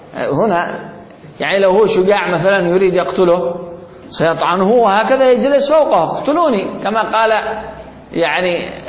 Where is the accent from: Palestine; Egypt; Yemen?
Yemen; من الذي قوى الحوثيين عندنا في اليمن